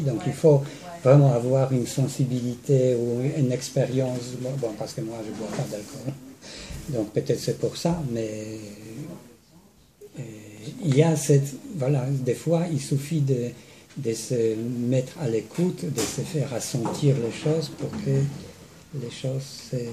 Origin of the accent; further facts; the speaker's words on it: Poland; Je suis polonais, donc il y a des gens qui se débrouillent avec l'alcool là-bas.